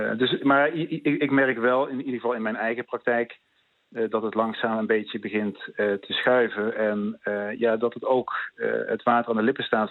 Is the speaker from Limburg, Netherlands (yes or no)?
no; North Brabant, Netherlands; u hoort het aan mijn stem waarschijnlijk, ik kom uit Brabant